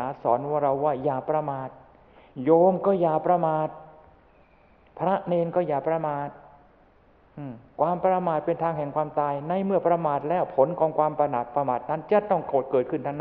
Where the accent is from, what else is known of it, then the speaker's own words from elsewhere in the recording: Chanthaburi, Thailand; ในฐานะเราเป็นชาวจันทบุรีก็ยังอดที่จะภูมิใจนิดๆไม่ได้อยู่